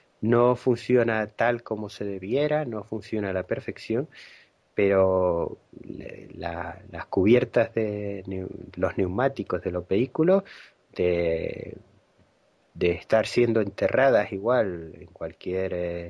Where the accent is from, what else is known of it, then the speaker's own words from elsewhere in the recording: Canary Islands, Spain; born there; yo soy de Gran Canaria de nacimiento, que es una isla que está superpoblada ahora mismo.